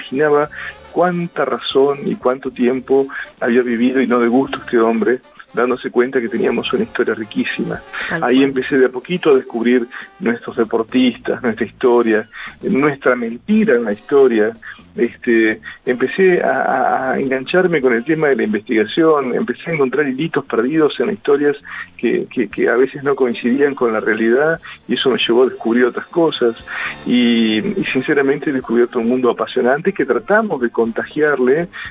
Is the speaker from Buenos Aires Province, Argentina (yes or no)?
no; General Pico, La Pampa, Argentina; cuando nos incluyeron a nosotros, que somos de Pico